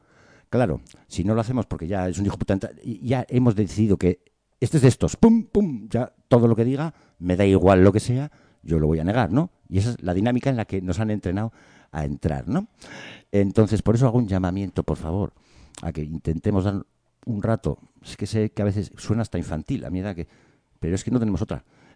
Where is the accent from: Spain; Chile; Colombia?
Spain; Basque Country; Yo soy del País Vasco, ¿no? Pero mi abuelo era guardia civil en Oñate.